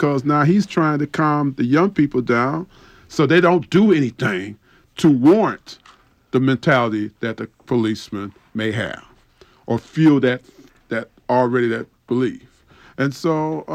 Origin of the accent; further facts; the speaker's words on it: Detroit, Michigan, United States; You know, I grew up in Detroit when Coleman Young became mayor.